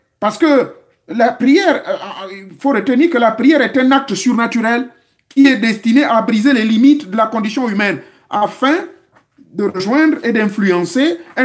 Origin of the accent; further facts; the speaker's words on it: Gabon; celui que nous appelons chez nous au Gabon, Moussavou